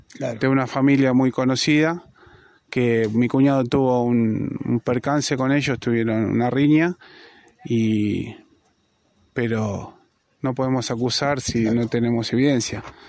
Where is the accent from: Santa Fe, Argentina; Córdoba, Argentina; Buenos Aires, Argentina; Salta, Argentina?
Buenos Aires, Argentina; Yo soy de Buenos Aires. Estoy haciendo una pequeña casita acá en Las Rabonas.